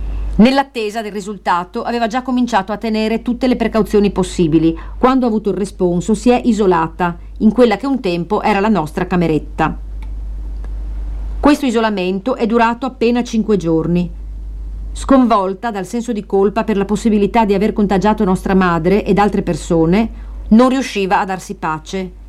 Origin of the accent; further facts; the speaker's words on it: Sardinia, Italy; born there; moved away; Noi siamo nate in Sardegna. Entrambe l'abbiamo lasciata per ragioni diverse